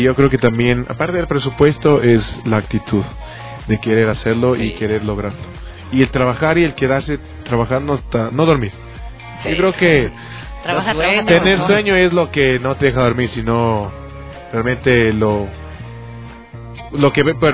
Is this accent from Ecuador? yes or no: yes; Ecuador; fuera de mi país, de mi territorio, fuera gente que yo no conozca y que no son compatriotas y que no somos ecuatorianos